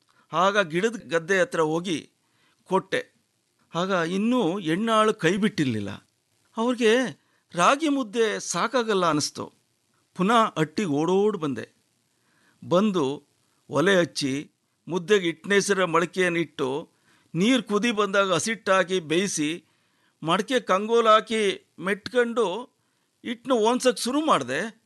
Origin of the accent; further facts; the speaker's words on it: Boppasamudra, Karnataka, India; ಮಂಡ್ಯ ಜಿಲ್ಲೆ ಮದ್ದೂರು ತಾಲೂಕು ಬೊಪ್ಪ ಸಮುದ್ರ ನನ್ನ ಹಳ್ಳಿ. ನಮ್ಮದು ಒಂದು ಕೂಡೊಟ್ಟಿನ ಕುಟುಂಬ.